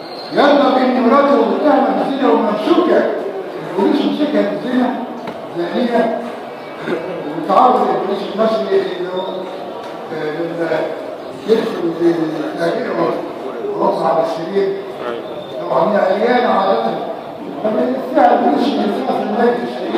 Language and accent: Arabic; Egypt; البيئه الفرنسيه احنا مش فرنسيين. احنا مصريين عرب